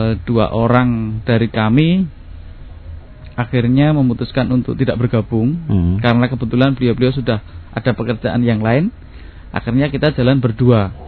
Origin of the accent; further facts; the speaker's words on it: Surakarta, Central Java, Indonesia; Iya, saya Solo karena saya terpisah dengan ibu dari usia 12 tahun karena saya ikut bude saya